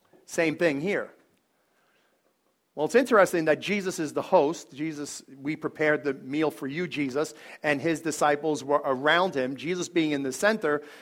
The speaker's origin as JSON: {"language": "English", "town": "Bronx", "region": "New York", "country": "United States", "said": "I'm not yelling, I'm talk like this. This is, I'm from the Bronx. I'm Italian."}